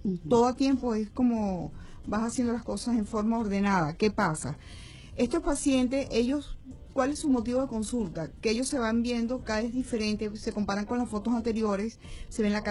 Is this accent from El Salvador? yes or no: no; Venezuela; Todos somos venezolanos y tenemos el mismo derecho, que es la salud.